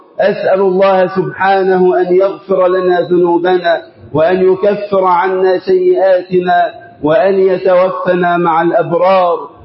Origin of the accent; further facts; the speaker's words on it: Egypt; اللهم اجعل بلدنا مصر أمنا أمانا